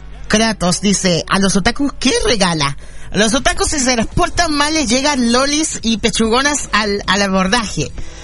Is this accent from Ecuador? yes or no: no; Chile; Así que para mis amigos de Argentina, también de Chile, mis compatriotas chilenos, por supuesto